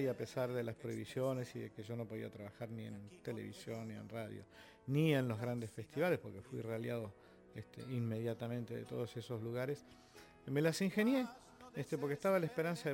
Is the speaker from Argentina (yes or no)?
yes; Argentina; creo que como muchos argentinos que tuvieron que sufrir estas circunstancias, en base a la esperanza.